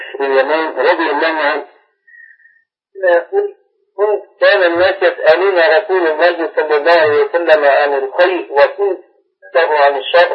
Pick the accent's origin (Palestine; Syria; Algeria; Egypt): Palestine; now in Saudi Arabia; أنا من فلسطين، الآن مقيم في السعودية